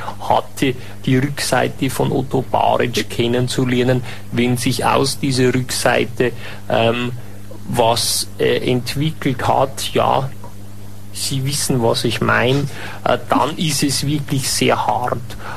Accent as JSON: {"language": "German", "country": "Germany", "lives_now": "Austria", "said": "der mich vorher vielleicht skeptisch als Piefke gesehen hat"}